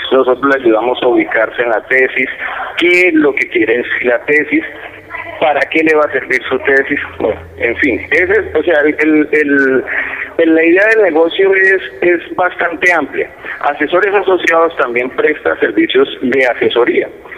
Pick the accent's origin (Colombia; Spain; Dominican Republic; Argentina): Colombia; Cundinamarca; Nosotros como colombianos, como cundinamarqueses, como vecinos que salimos de la Cundinamarca, salimos con esa capacidad de crear empresa.